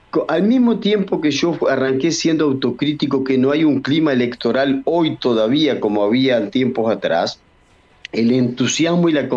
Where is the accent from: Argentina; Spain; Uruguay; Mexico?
Uruguay; Soy uruguayo y tengo los documentos al día. Si voy a cualquier lugar de Uruguay puedo votar porque ahí está registrada mi credencial.